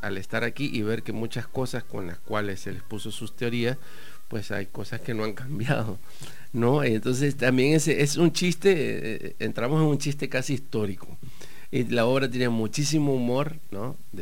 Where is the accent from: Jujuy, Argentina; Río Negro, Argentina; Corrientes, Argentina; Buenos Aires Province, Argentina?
Buenos Aires Province, Argentina; La Plata; Sí, soy platense, soy argénica platense en un proceso avanzado de salvadoreñamiento.